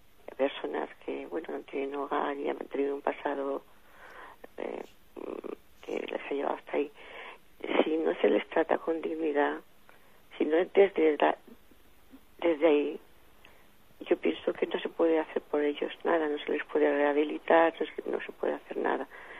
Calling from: Alicante, Valencian Community, Spain; de Alicante.

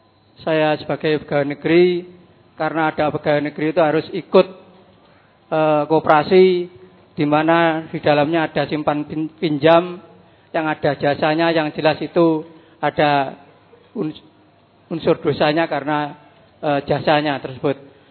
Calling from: Kediri, East Java, Indonesia; Saya dari Kediri

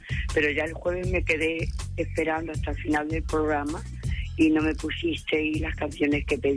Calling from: Cádiz, Andalusia, Spain; de Cádiz.

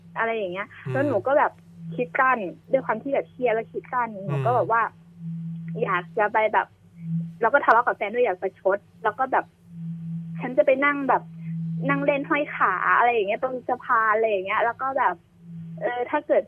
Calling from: Nonthaburi, Thailand; นนทบุรีค่ะ

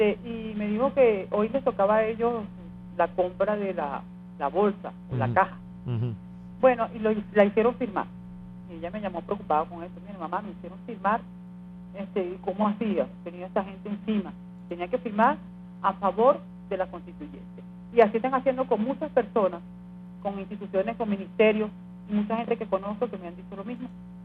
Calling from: Caricuao, Capital District, Venezuela; Buenas tardes … de Caricuao.

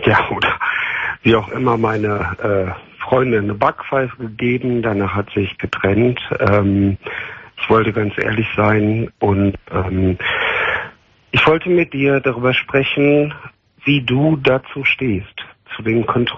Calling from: Cologne, North Rhine-Westphalia, Germany; Ich glaube, ich komme hier aus der Ecke Köln.

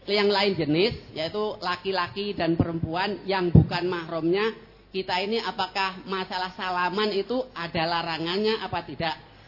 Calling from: Nusa Bakti, South Sumatra, Indonesia; dari Nusa Bakti, ya Pak, Sumatera Selatan.

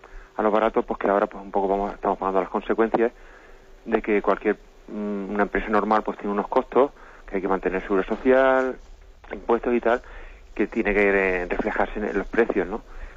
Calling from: Alicante, Valencian Community, Spain; de Alicante.

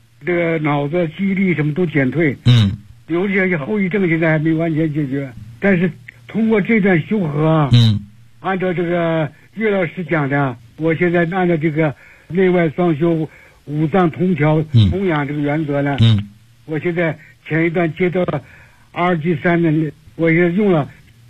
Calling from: Beijing, China; 我是北京的

